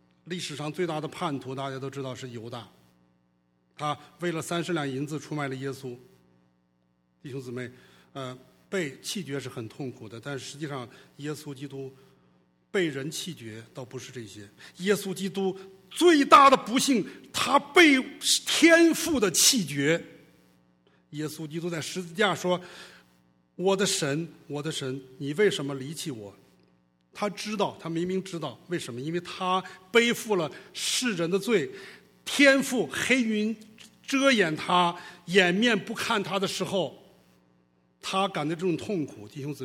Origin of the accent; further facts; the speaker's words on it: China; 用我们中国人的话讲